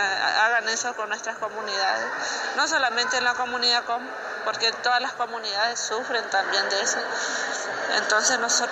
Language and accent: Spanish; Chaco, Argentina; first language Toba; Spanish is a second language; Nosotros somos del Chaco. Vinimos al 35 Encuentro de Mujeres.